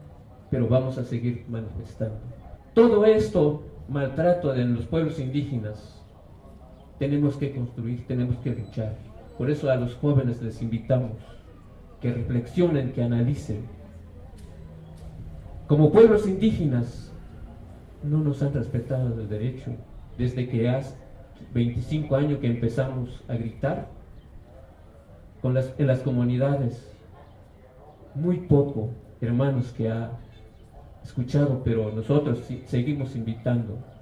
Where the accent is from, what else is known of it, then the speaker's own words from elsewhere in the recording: Chiapas, Mexico; Yo vengo de la comunidad de Ejido Arroyo Granizo.